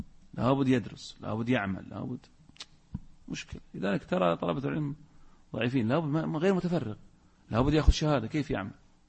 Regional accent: Al-Ahsa, Eastern Province, Saudi Arabia; في عندنا في الأحساء أيضا أوقاف

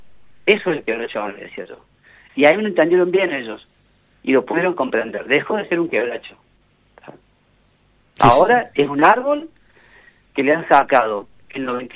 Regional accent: Córdoba, Argentina; como cordobés me siento bastante avergonzado de eso

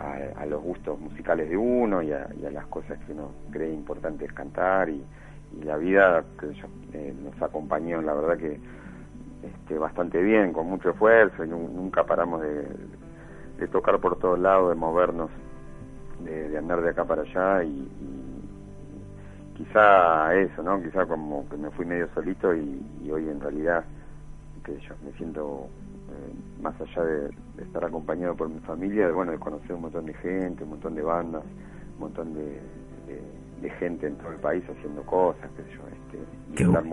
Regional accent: Bernal, Buenos Aires Province, Argentina; yo soy de Quilmes, de Bernal, en realidad, originario.

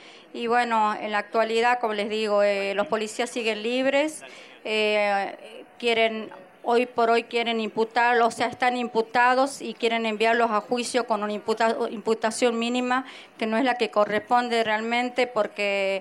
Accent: Catamarca, Argentina; Nosotros somos de Catamarca.

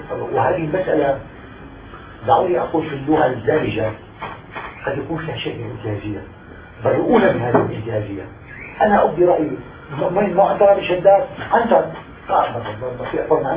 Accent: Syria; أنا أستطيع كسوري عربي سوري أستطيع أن أقرأ خط المكتوب

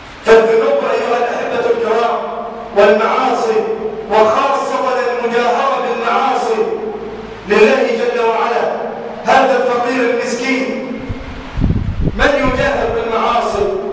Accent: Egypt; اللهم اجعل بلادنا مصر عنا الأمانة، سخاء رخاء،

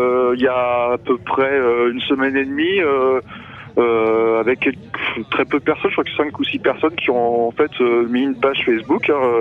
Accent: Tours, Centre-Val de Loire, France; Moi, je viens de Tours, qui est à côté, ouais. Dans l'Indre-et-Loire

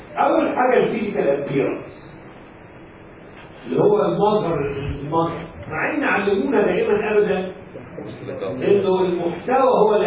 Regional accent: Egypt; هو اليوناني وانا مصري يعني

